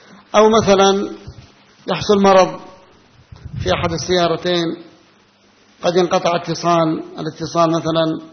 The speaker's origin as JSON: {"language": "Arabic", "country": "Yemen", "said": "عندنا في اليمن الشعبانية يقولونها"}